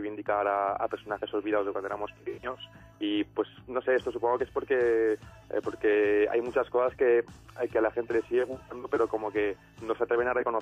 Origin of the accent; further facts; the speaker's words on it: Barcelona, Catalonia, Spain; mi padre es de Roma, es nacido en Roma. Y mira, y soy medio italiano, medio barcelonés, catalán, español, como queráis llamarlo.